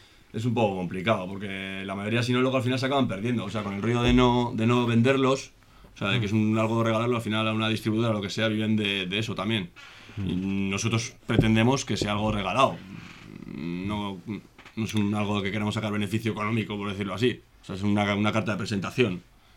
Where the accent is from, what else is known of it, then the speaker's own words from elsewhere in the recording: Vitoria-Gasteiz, Basque Country, Spain; Nosotros somos de Adurza, somos de barrio, sí, sí.